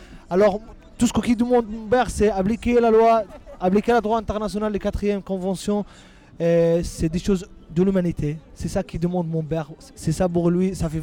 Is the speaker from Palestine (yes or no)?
yes; Jerusalem, Palestine; je suis avocat, et je suis palestinien, je viens de Jérusalem.